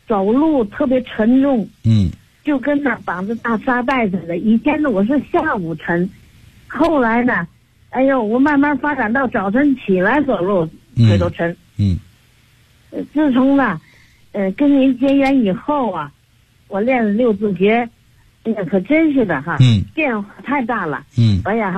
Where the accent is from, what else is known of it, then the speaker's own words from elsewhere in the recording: Tianjin, China; 这算我是天津的。